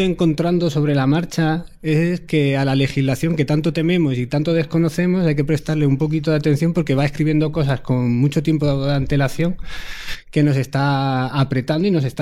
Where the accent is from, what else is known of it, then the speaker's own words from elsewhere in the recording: Dúrcal, Andalusia, Spain; venimos de la zona de Durcal, del Valle del Ecrín, una zona que el 80% del territorio lo tenemos en parque natural